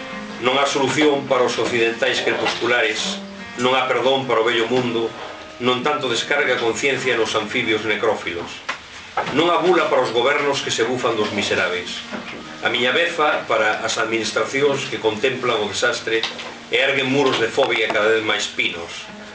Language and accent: Galician; Allariz, Galicia, Spain; eu son de Allariz, xa comentastes, iso é inevitable. Mas tamén teño unha parte familiar na Limia, en concreto na Pereira, concello de Regui de Veiga.